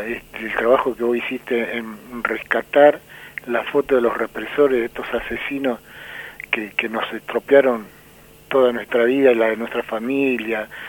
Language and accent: Spanish; Lanús, Buenos Aires Province, Argentina; Nosotros militamos en Lanús, somos oriundos de Lanús, en Villa Jardín. Villa Jardín es un barrio que está al costado del Riachuelo y es un barrio de 22 manzanas donde somos muchos, éramos muchos los que vivíamos.